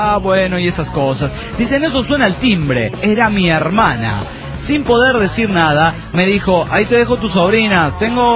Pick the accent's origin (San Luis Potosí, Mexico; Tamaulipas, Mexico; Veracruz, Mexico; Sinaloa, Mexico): Veracruz, Mexico; Coatzacoalcos; soy de Coatzacoalcos, en Veracruz, México.